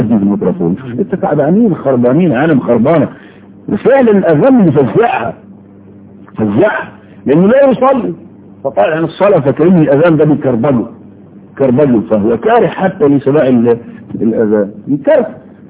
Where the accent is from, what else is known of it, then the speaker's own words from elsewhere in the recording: Egypt; كنت تسمع كلمة بسطجي عندنا في مصر في مصر بس